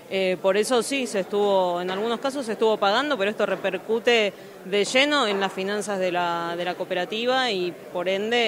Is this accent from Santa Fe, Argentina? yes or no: no; Buenos Aires Province, Argentina; los que somos de Provincia de Buenos Aires